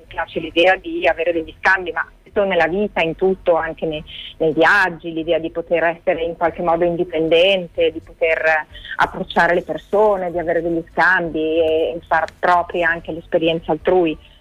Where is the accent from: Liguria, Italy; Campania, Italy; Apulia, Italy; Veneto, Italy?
Liguria, Italy; Genoa; Io sono a Genova, quindi sono nella mia città natale, dove vivo da ormai diversi anni